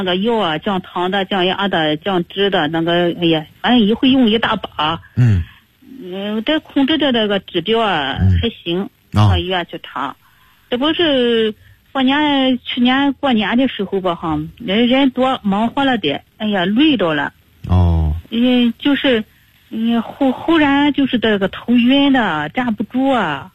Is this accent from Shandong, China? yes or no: yes; Shandong, China; now in Beijing, China; 我老家山东那边的。